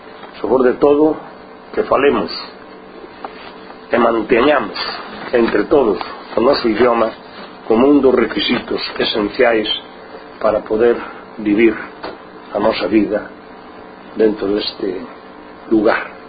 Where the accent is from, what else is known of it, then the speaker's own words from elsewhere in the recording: Galicia, Spain; unha cultura propia de nós como galegos, que é a nosa cultura, e esa cultura é a cultura galega